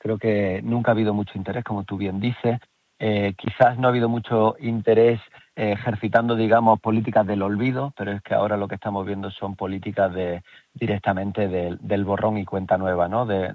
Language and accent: Spanish; Jaén, Andalusia, Spain; Yo lo veo en mi tierra, donde también tenemos, solo en Jaén tenemos más de 1.700 personas asesinadas.